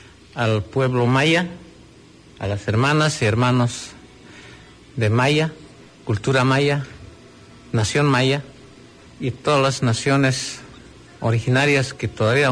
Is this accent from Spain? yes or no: no; Bolivia; Nosotros venimos allá de Bolivia en representación de las organizaciones sociales, campesinas, indígenas originarias de Bolivia. Yo vengo de Nación Aymara, de Bolivia.